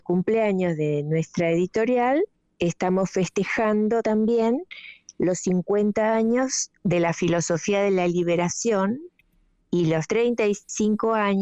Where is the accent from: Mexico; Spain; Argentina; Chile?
Argentina; Corrientes; born there; now in Buenos Aires, Argentina; Nací en Corrientes capital.